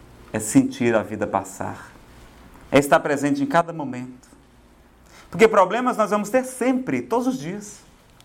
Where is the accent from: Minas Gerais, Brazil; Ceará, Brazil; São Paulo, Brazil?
Ceará, Brazil; Eu acho tão bom tomar banho, pessoal, não sei se é porque eu sou do Ceará, mas é tão bom tomar banho.